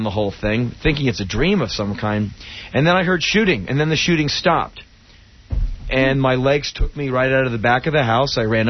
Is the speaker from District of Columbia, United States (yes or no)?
yes; Washington, District of Columbia, United States; I grew up in Washington, D.C. I spent my life getting mugged.